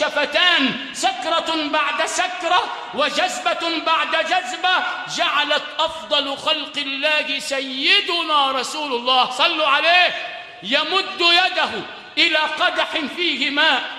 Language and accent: Arabic; Sharqia Governorate, Egypt; أو مشايخنا الموجودين عندنا في الشرقية